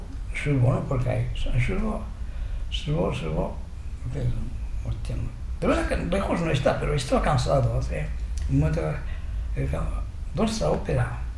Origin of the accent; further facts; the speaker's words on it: Japan; Spanish is a second language; now in Murcia, Spain; vengo de Murcia, ¿no? ¿De Murcia? Pero tú no eres chino, no, pues soy japonés. Pero tú hablas español bastante bien